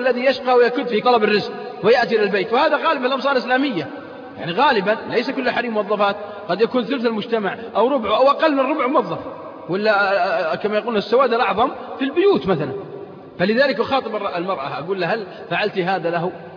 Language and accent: Arabic; Saudi Arabia; ليس في بلادنا السعودية